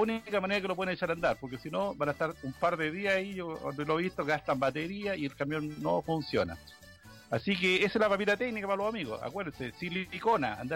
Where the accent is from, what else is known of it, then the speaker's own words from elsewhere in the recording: Chile; Entonces, como nosotros somos chilenos